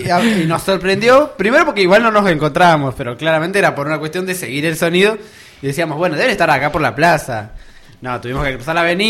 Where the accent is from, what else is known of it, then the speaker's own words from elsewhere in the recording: Calzada, Buenos Aires, Argentina; Yo soy de Calzada, entonces les contaba hace ratito a mis compañeros cómo yo los conocí a ustedes.